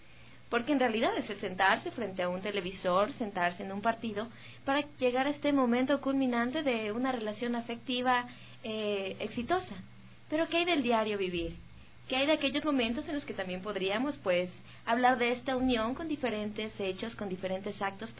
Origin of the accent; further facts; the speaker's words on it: Ecuador; Pero ¿qué hay de aquellas victorias que como ecuatorianos hemos tenido?